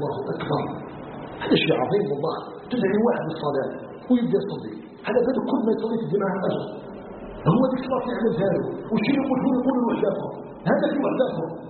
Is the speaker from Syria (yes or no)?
no; Algeria; نسأله جل جلاله أن يجعل بلدنا الجزائر بلدا آمنا مطمئنا